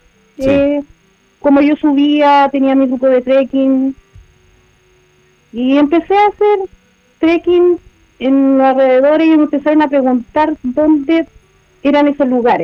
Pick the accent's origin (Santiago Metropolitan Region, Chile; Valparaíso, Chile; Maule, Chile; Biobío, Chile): Santiago Metropolitan Region, Chile; Laguna de Aculeo; Mira, yo soy oriunda de la Laguna de Aculeo.